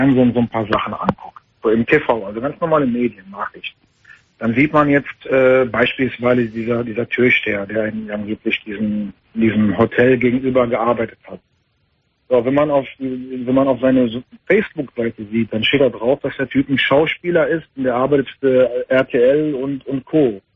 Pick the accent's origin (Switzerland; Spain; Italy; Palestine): Palestine; Ich meine, ich bin Palästinenser.